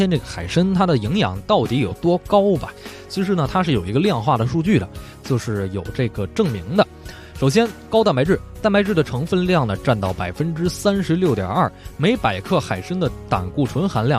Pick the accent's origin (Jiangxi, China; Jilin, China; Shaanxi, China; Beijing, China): Beijing, China; 尤其是咱们北京人特别爱吃这芝麻酱